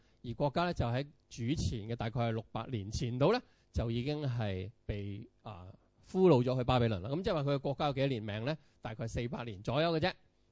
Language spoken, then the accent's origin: Cantonese; Hong Kong; 你第一個否認嘅，我唔係中國人嚟噶，係咪？咁你話我係香港人，係嘛？